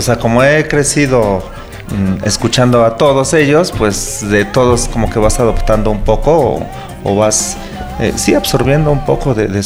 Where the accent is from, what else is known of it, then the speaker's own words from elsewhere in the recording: Mexico City, Mexico; born there; Yo creo que no, pero bueno, nací en San Juan de Aragón, actualmente, bueno, desde hace muchos años.